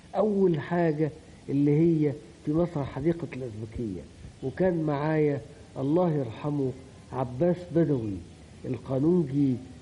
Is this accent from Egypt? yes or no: yes; Upper Egypt, Egypt; now in Cairo, Egypt; في المجتمع القاهري، وانا كنت جاي من الصعيد